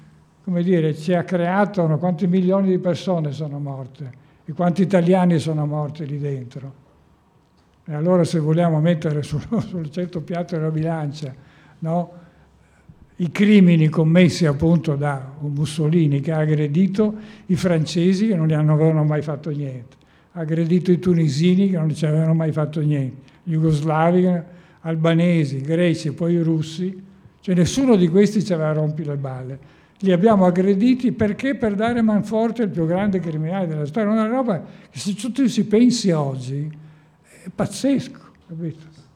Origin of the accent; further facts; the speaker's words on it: Trieste, Friuli-Venezia Giulia, Italy; Io come triestino non metterò mai di incazzarmi sulla questione delle foibe